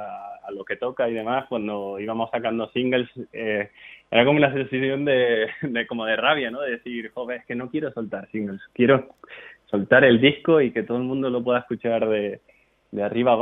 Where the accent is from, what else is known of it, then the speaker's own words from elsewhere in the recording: Canary Islands, Spain; somos tres canarios